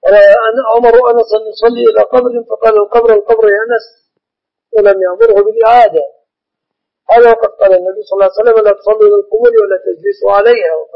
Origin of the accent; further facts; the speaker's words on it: Egypt; في الغالب أن الذين يعلقون الطلاق في بلادنا مصر يقصدون به التهديد